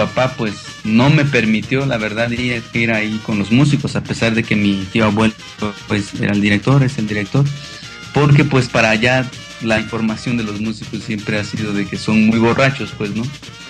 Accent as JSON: {"language": "Spanish", "region": "Guerrero", "country": "Mexico", "said": "Sí, yo soy originario de Guerrero. Mira, te cuento un poco sobre mi historia personal. Mi papá es de un pueblo que se llama Tototepec, municipio de Tlapa. Esa es meramente la región de la montaña. Los habitantes de esa población somos mixtecos, nasabis"}